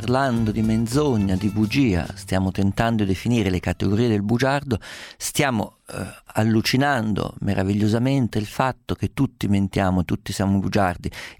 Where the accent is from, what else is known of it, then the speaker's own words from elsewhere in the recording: Sicily, Italy; non posso dire le mie coordinate geografiche d'origine alla radio, sennò mi vengono da fuoco a casa dei genitori, però sono di Sicilia